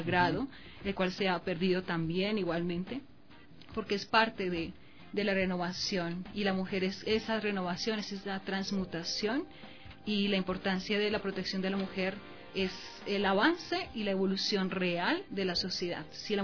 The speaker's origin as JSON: {"language": "Spanish", "country": "Colombia", "said": "si considero que yo soy mujer, soy de Colombia"}